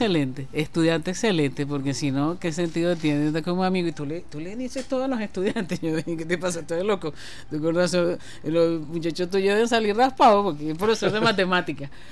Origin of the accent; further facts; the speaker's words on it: Venezuela; venezolanos al fin vamos a hacer algo maravilloso